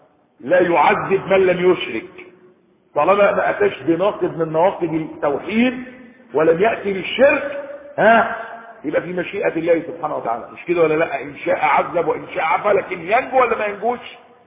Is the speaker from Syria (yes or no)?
no; Egypt; يعني بلده مش عندنا في مصر